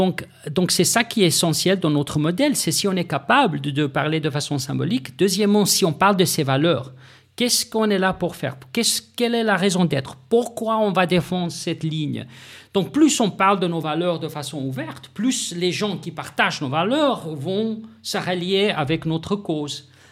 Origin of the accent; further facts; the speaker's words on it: South Africa; French is a second language; Je viens de l'Afrique du Sud